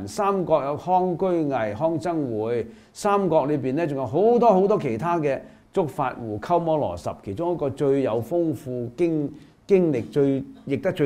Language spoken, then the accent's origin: Cantonese; China; 咁啊，除咗我哋中國人去印度